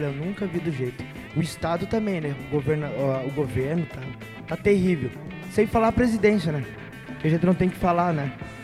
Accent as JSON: {"language": "Portuguese", "town": "Passo Fundo", "region": "Rio Grande do Sul", "country": "Brazil", "lives_now": "Porto Alegre, Brazil", "said": "Olha, eu, como eu falei para vocês que eu sou de Passo Fundo"}